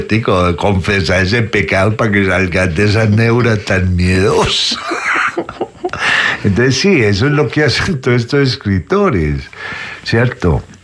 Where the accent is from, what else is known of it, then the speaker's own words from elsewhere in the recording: Colombia; Que Colombia, nosotros somos colombianos por cédula, pero estamos, esto es un montón de paisitos juntos